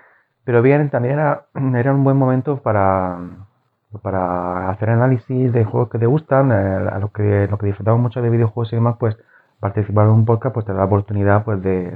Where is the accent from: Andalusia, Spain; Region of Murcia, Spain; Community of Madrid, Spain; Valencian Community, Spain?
Region of Murcia, Spain; Murcia; Es que yo no tengo dicción, soy de Murcia, entenderme, no tengo dicción, no sé vocalizar bien.